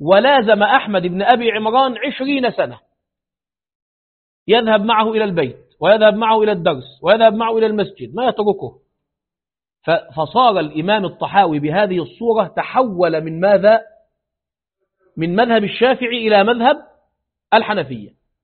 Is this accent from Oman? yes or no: no; Egypt; لأنه عندنا في مصر من قديم هذا عندنا الأربعة مذاهب